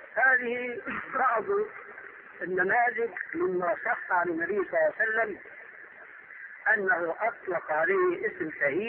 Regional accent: Syria; عندنا في سوريا كان شاهد قصة رجل في الحرب

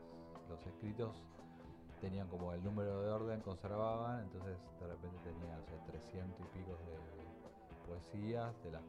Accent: Monte Grande, Buenos Aires Province, Argentina; Yo nací, o sea, viví en Monte Grande y vivo ahora vivo a 8 cuadras de la casa de mis padres, digamos, de casa paterna.

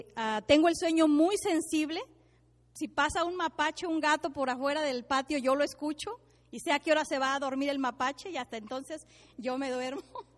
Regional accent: San Ciro de Acosta, San Luis Potosí, Mexico; soy de un pueblo muy chiquito de 15,000 habitantes, si estoy exagerando, creo que somos como 10,000. Y soy de San Luis Potosí, de un pueblito que se llama San Ciro de Acosta.

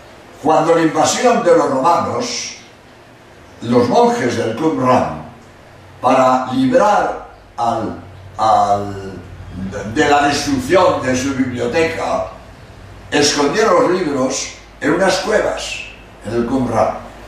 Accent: Barcelona, Catalonia, Spain; pero los dos somos de Barcelona, de verdad que somos jesuitas catalanes los dos, pero con apellido inglés.

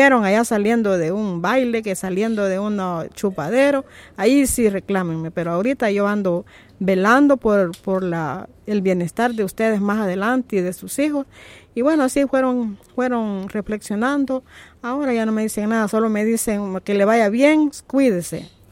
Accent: Tonacatepeque, San Salvador, El Salvador; Soy del municipio de Tonacatepeque y ahí tenemos una parcela toda trabajada orgánicamente.

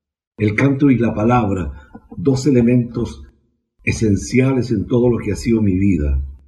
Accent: Chile; soy chileno, cantor popular

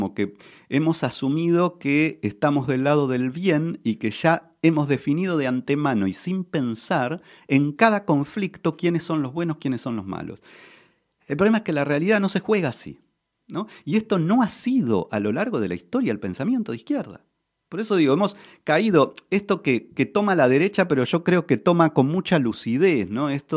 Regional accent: Argentina; Mira, como buen argentino soy muy futbolero

